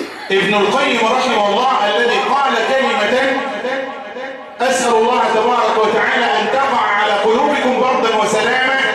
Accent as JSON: {"language": "Arabic", "country": "Egypt", "said": "وأن يصلح بلدنا مصر خاصة"}